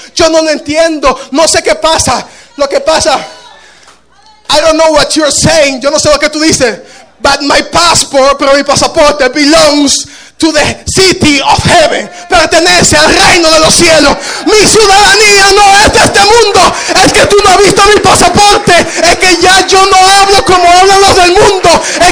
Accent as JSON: {"language": "Spanish", "country": "Dominican Republic", "said": "Tuve mucho tiempo diciendo, no, soy dominicano."}